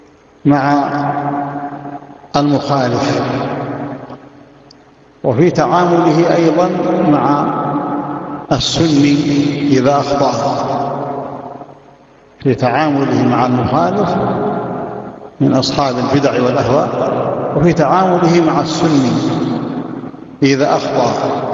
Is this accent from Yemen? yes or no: yes; Yemen; والحمد لله المشايخ عندنا في اليمن